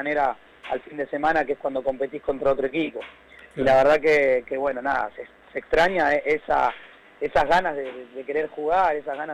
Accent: Merlo, Buenos Aires Province, Argentina; Yo soy de Merlo.

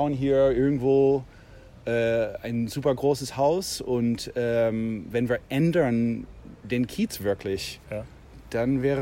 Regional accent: Canada; German is a second language; now in Berlin, Germany; Also ich bin auch kein Deutscher. Ich komme aus Kanada.

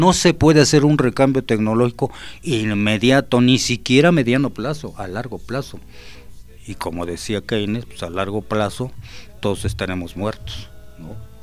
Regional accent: Mexico

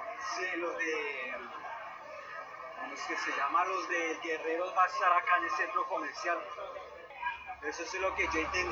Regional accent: Bogotá, Colombia; acá en la capital de la República, en Bogotá, pues ahí donde yo nací.

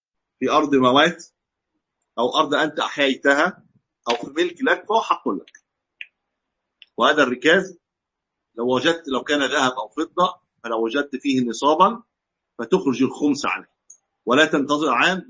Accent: Egypt; كما عندنا في مصر مثلا من الفراعنه

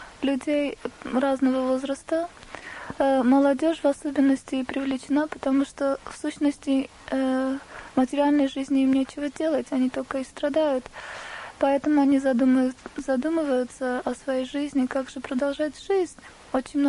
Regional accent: Armenia; now in Watford, United Kingdom; я ученица Шрила Рикеша Свами в Швишнупад, сама армянка, и живу в Бхактивиданта Мэнори уже 2 года.

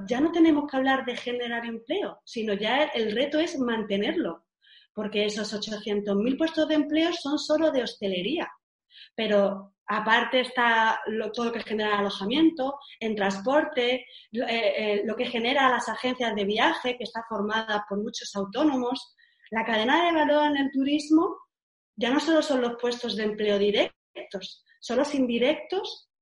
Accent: Málaga, Andalusia, Spain; Ciertamente, como malagueña, decía, bueno, es que tenemos un ministro malagueño español

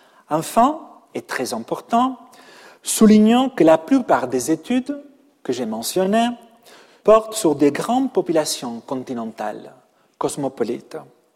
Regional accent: Catalonia, Spain; French is a second language; now in Paris, France

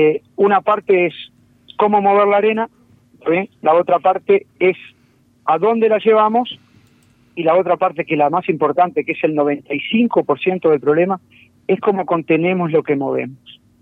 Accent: Parque del Plata, Canelones, Uruguay; Y nací en Parque del Plata

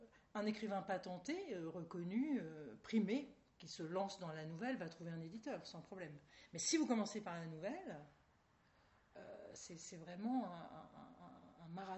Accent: Dieppe, Normandy, France; Je suis normande, donc je viens du même pays que Maupassant. On était même voisins, puisque je suis originaire de Dieppe

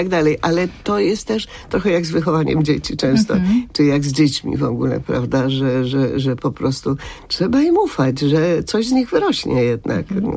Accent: Łódź, Łódź Voivodeship, Poland; choć ja jestem z Łodzi, a nie z Krakowa

